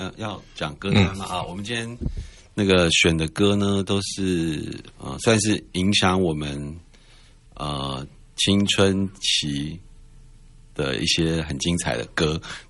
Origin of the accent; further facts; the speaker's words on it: Shoufeng, Hualien County, Taiwan; 我们好像是我们有一段时间我们是花莲人